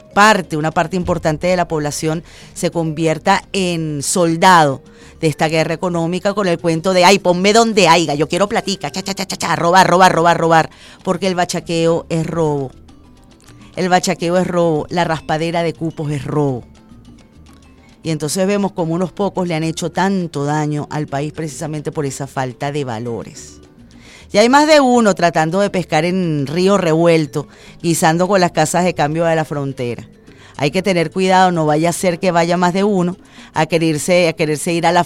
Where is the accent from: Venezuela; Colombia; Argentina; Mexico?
Venezuela; Somos hermanos, somos venezolanos.